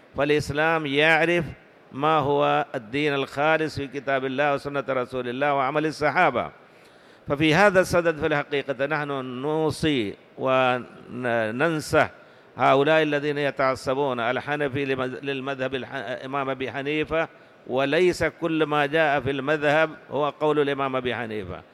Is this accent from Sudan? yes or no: no; India; وأنا ذكرت لكم بالأمس أن في بلادنا الهند في الحقيقة يتناحرون ما لا تتصور أنت